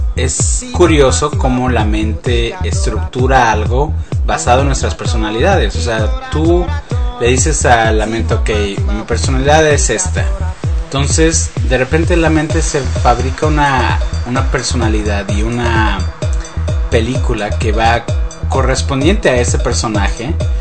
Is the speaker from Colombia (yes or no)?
no; Mexico; Como mexicanos, somos celosos.